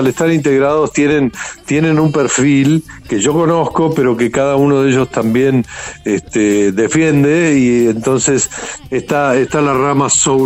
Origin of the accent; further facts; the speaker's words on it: Buenos Aires, Argentina; yo soy de Boedo, y, sí, y la sala de ensayo la tenemos aquí.